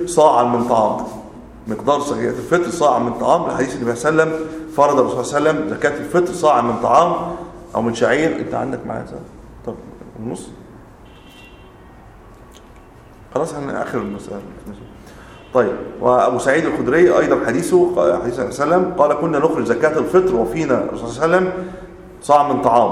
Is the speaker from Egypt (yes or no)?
yes; Egypt; ممكن عندنا في مصر التمر هو ليس بغالب اللي عندنا الرز مثلا